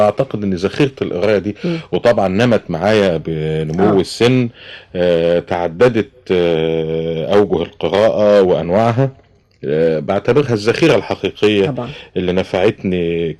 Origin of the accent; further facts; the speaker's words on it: Kafr El Sheikh, Kafr El Sheikh Governorate, Egypt; also born or lived in Tanta; كانت أسرة والدتي هناك، واتولدت في بيتهم في شارع الحلو، وبعدين كبرت شوية فأخدني والدي لكفر الشيخ اللي هي موطن الأصلي.